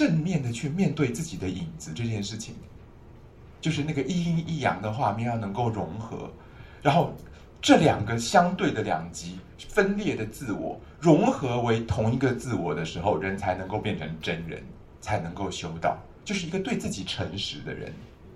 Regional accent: Taiwan; 那你有没有发现我们台湾人最近这些年大肠癌节节攀升

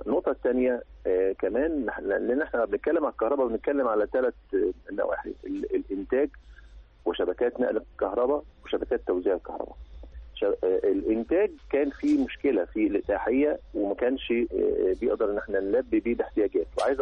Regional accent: Egypt; لا يليق بمصر ولا يليق بنا احنا كمصريين

